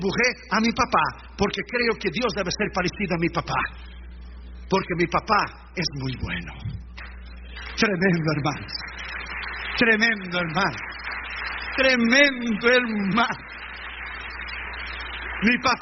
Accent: Rio Grande do Sul, Brazil; como yo soy del sur de Brasil, gauchos, es Uruguay, Argentina y nosotros, el Río Grande Sul

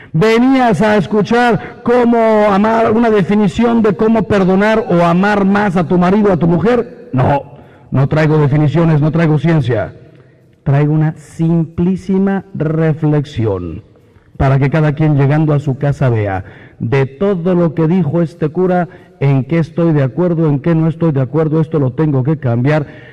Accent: Mexico; Soy mexicano, pero no vivo en México, vivo en un avión que desgraciadamente no es mío.

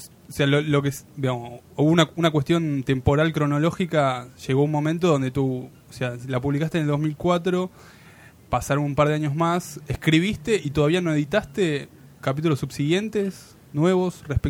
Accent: Villa Devoto, Buenos Aires, Argentina; yo también soy de Devoto

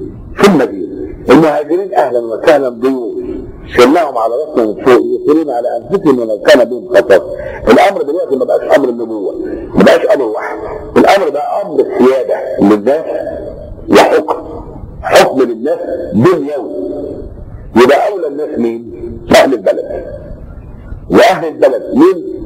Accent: Upper Egypt, Egypt; عندنا في الصعيد نقول ايه بيصيف، يصيف يعني ايه؟

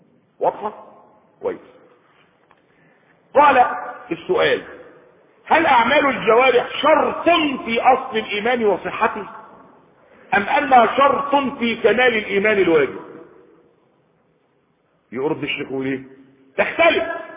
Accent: Egypt; يعني بلده مش عندنا في مصر

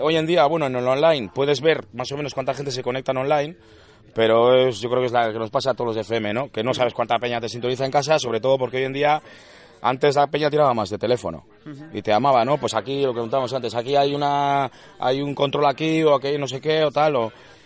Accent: Errenteria, Basque Country, Spain; Bueno, de Orereta, Errenteria, que está en Gipuzkoa, cerca de Donosti.

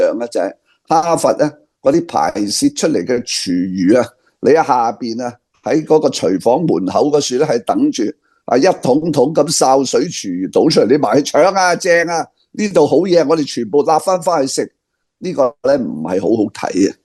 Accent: Hong Kong; 我哋个香港人讲叫食相啊

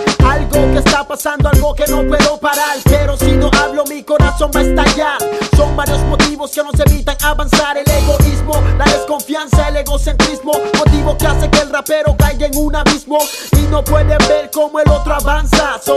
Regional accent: Honduras; Este es el pueblo, nosotros somos de Honduras y la vamos a representar por el mundo entero.

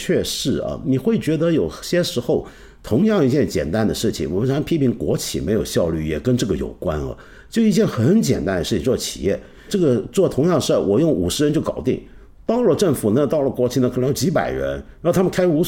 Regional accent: China; 就是我们中国人现在都还骂这个体制怎么浪费钱呢

